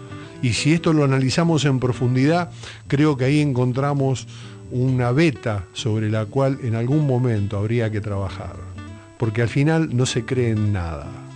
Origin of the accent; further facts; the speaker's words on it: Argentina; Como argentinos, por miedo.